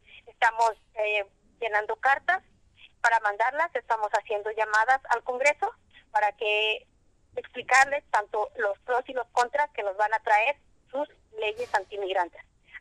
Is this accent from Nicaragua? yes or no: no; Mexico; now in United States; no solamente somos mexicanos los que estamos indocumentados